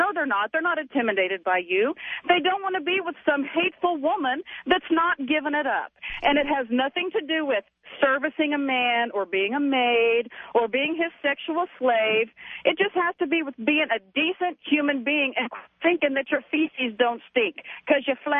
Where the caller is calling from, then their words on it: Fort Worth, Texas, United States; I'm calling you from Fort Worth, Texas.